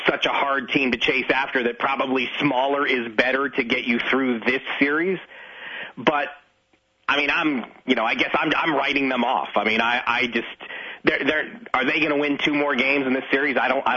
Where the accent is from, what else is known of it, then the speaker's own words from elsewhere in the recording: California, United States; I'm a Californian. I've only been to Disneyland.